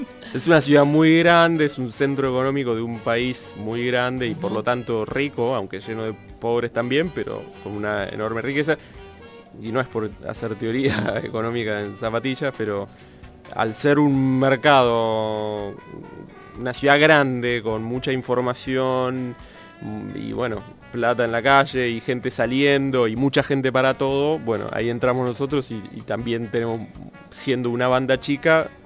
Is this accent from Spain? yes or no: no; Buenos Aires, Argentina; te hace sentir muy en casa siendo un porteño así urbano, céntrico y qué sé yo.